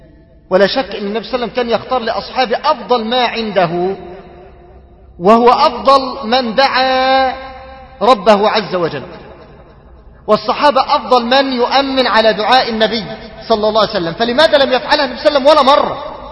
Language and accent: Arabic; Mansoura, Dakahlia, Egypt; عندنا بالمنصورة